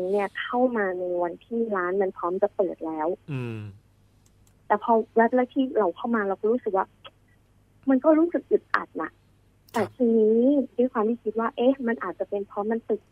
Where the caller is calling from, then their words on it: Nonthaburi, Thailand; นนทบุรีค่ะ